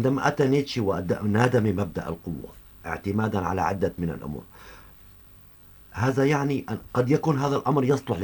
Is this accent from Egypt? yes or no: no; Syria; وهذا ما نعاني حاليا في بلدنا سوريا